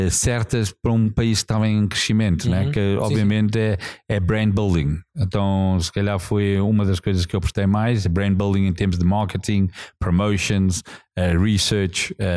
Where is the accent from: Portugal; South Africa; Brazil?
South Africa; Eu também, assim, nasci na África do Sul, tive uma juventude num tempo que foi um tempo muito diferente, um país que estava a passar muitas mudanças